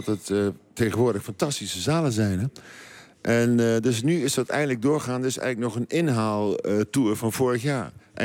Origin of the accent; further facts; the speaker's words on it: Nijmegen, Gelderland, Netherlands; ik kom uit Heesveld. Dat is eigenlijk zeg maar de nieuwbouwbuurt uit de jaren 50 van Hees.